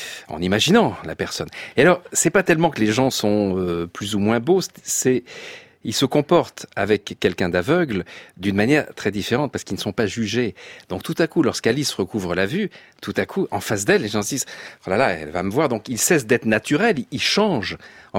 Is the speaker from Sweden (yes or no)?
no; Nice, Provence-Alpes-Côte d'Azur, France; born there; Oui, moi, je suis né à Nice. Hein. Je suis belge adoptif, mais non fiscal.